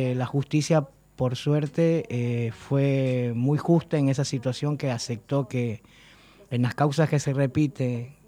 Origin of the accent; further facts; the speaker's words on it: Ecuador; moved away as an adult; now in Argentina; Yo soy de Ecuador, desde el 96 cumplí 20 años, ahora el 12 de febrero, de vivir en Argentina. Y siempre, yo tengo 52 años, voy a cumplir 53. Y en los años 80, que nos tocó exiliarnos de Ecuador a muchos